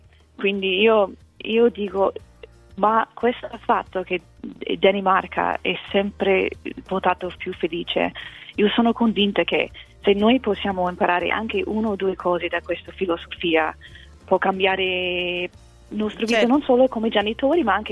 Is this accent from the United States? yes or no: yes; United States; Italian is a second language; io sono americana, ho vissuto in tanti diversi paesi